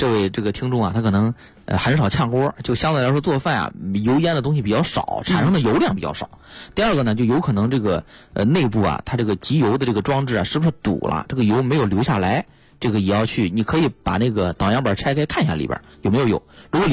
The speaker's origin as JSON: {"language": "Chinese", "country": "China", "said": "因为毕竟说白了我们中国人还是节俭为主嘛"}